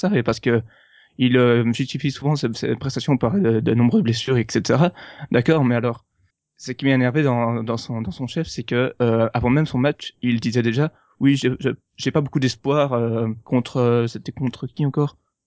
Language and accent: French; Belgium; moi, je suis pas français à la base, je suis belge